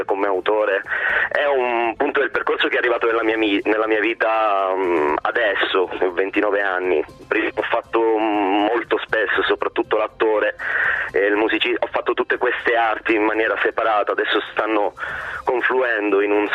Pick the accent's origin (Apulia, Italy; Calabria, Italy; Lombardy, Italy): Calabria, Italy; Crotone; born there; io sono di origine, sono nato a Crotone, sono calabrese